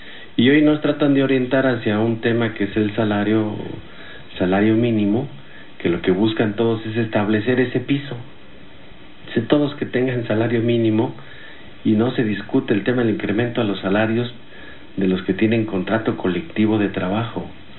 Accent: Mexico; las garantías para que tengamos las necesidades básicas como mexicanos.

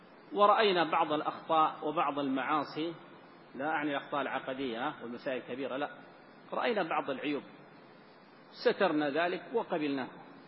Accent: Sudan; الآن عندنا في السودان من هو على ذلك،

